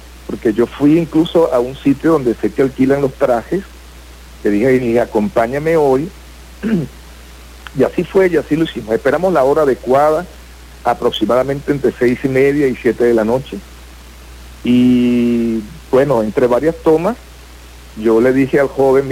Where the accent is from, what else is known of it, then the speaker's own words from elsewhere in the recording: Coro, Falcón, Venezuela; born there; Yo nací aquí en Coro